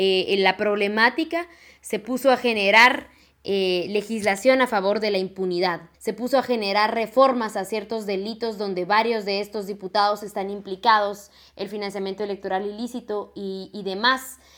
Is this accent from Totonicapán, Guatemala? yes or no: yes; Totonicapán, Guatemala; de Totonicapán, Guatemala